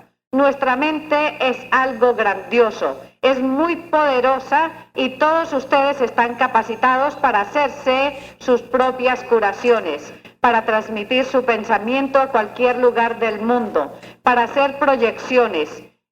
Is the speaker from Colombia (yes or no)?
yes; Antioquia, Colombia; No abandono mi carrielito por nada del mundo porque soy muy antioqueña todavía, ¿no?